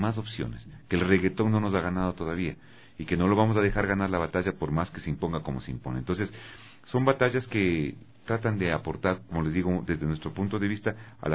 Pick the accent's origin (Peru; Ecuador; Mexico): Ecuador; en la mentalidad de nosotros como ecuatorianos no existe la necesidad del arte